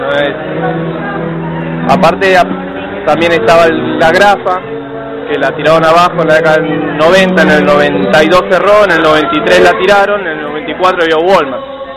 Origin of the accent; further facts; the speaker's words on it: Buenos Aires, Argentina; Nosotros somos de la Villa Ballesteros … somos de la Comuna 12, Villa Pueyrredón.